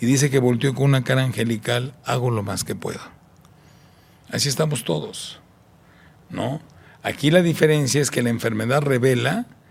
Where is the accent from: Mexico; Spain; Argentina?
Mexico; Tijuana, Baja California; Yo crecí en Tijuana, ¿no?